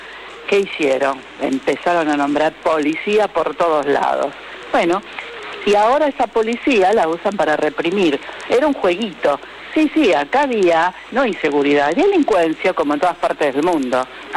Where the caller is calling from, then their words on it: Olivos, Buenos Aires Province, Argentina; de Olivos.